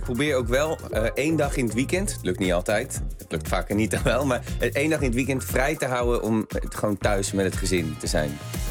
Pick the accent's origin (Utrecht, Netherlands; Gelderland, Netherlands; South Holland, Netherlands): South Holland, Netherlands; Rotterdam; born there; Ik ben voor Feyenoord, omdat ik in Rotterdam geboren ben.